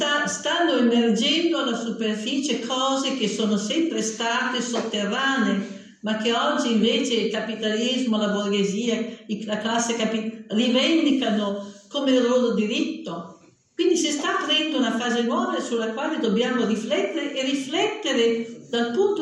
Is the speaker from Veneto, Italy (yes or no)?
no; Parma, Emilia-Romagna, Italy; moved away as an adult; Io vengo da Parma, città delle barricate